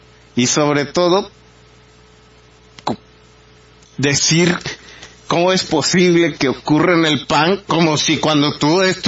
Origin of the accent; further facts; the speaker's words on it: Mexico; querer sorprendernos a nosotros como mexicanos diciendo esa palabra